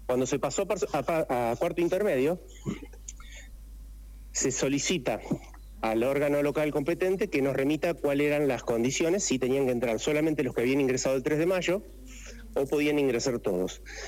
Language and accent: Spanish; Santa Fe, Argentina; now in Merlo, Argentina; Yo vengo desde Santa Fe, hace 13 años que estoy en Merlo. En Santa Fe fue la cuna del cooperativismo. Me crié y me eduqué dentro de lo que es la acción cooperativa.